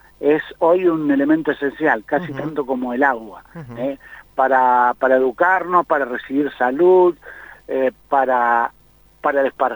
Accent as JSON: {"language": "Spanish", "country": "Argentina", "said": "En el tema de la energía eléctrica, primero deberíamos, como argentinos, tener claro una definición."}